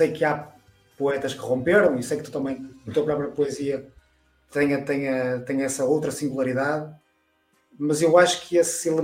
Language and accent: Portuguese; Galicia, Spain; now in Barcelona, Spain; eu chego cá como galego porque, no fundo, sou apresentado que venho da Galiza, não é?